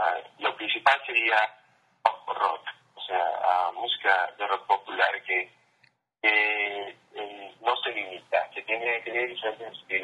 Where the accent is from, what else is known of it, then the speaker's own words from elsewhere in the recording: Ecuador; Yo crecí en Ecuador, en Sudamérica, y mis influencias son diferentes al resto de la banda.